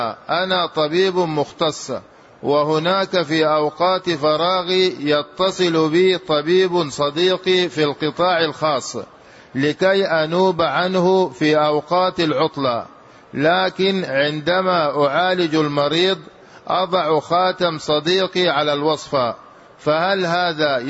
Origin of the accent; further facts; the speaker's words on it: Libya; now in Medina, Saudi Arabia; أنا جئت من ليبيا وأنا الآن في المدينة